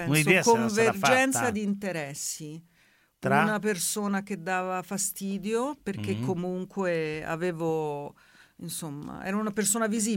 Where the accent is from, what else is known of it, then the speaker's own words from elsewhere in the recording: Rome, Lazio, Italy; Perché volevo andare via di casa e sono di Roma